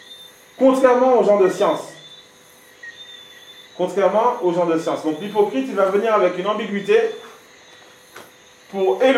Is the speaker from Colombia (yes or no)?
no; France; mais ça chez nous, en France, oui.